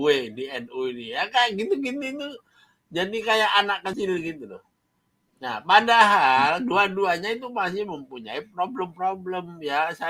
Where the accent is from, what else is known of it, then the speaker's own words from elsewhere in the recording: Java, Indonesia; Ojo gege mongso kata orang Jawa. Saya itu orang Jawa.